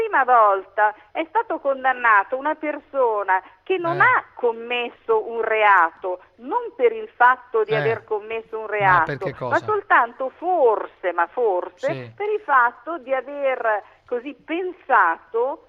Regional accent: Veneto, Italy; essendo io veneta e non napoletana.

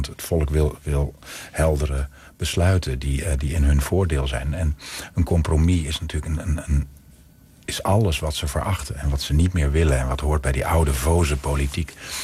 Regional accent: Overijssel, Netherlands; tenminste waar ik vandaan kom, uit Twente.

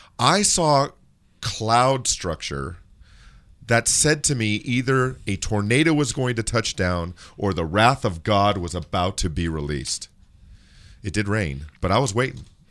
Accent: California, United States; Now, I'm from Southern California.

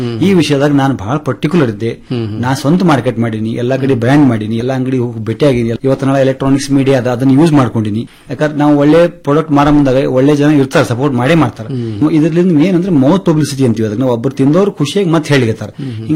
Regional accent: Tengli, Karnataka, India; ಮೂಲತಃ ಟೆಂಗ್ಳಿ ಗ್ರಾಮದವನು.

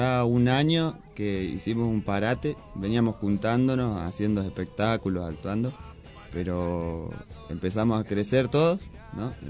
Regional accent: Buenos Aires, Argentina; born there; now in Moreno, Argentina; Soy nacido en Buenos Aires.

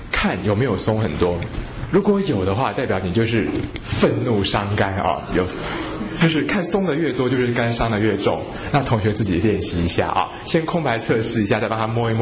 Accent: Taiwan; 那我们台湾人呢肝是第二烂嘛

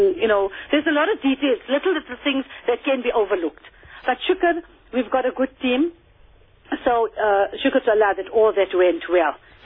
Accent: Kenya; So also that inspires us as a Kenyan

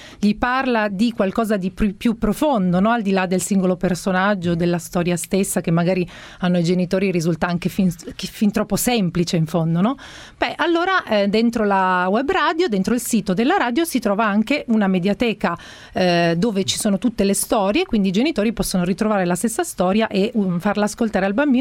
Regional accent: Turin, Piedmont, Italy; Sono torinese

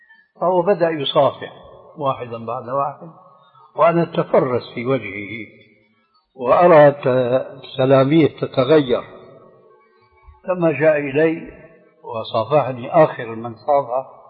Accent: Syria; عندنا في سوريا

